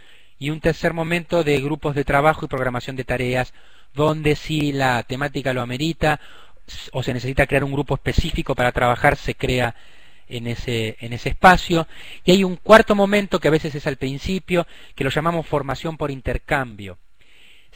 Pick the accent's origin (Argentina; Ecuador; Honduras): Argentina; nosotros somos Argentina, es un estado federal